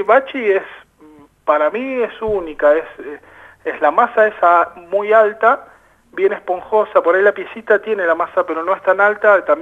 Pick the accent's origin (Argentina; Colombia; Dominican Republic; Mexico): Argentina; La Plata, Buenos Aires Province; Sí, en principio porque soy de La Plata